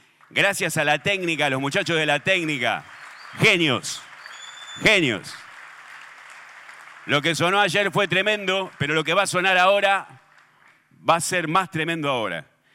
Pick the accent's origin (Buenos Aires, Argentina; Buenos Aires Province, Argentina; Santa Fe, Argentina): Santa Fe, Argentina; Rosario; born there; Yo nací en Rosario, como la mayoría de ustedes los que están acá.